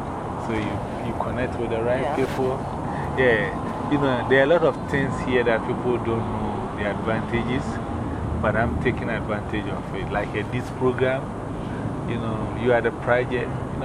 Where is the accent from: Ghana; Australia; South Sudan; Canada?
Ghana; English is a second language; now in United States; I'm from West Africa, Ghana.